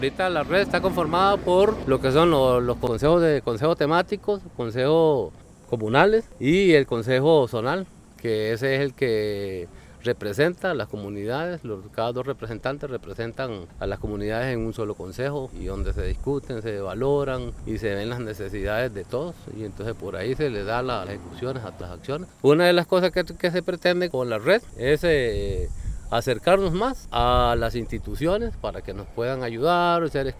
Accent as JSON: {"language": "Spanish", "town": "Puerto Níspero", "region": "Puntarenas", "country": "Costa Rica", "said": "vengo de Puerto Níspero"}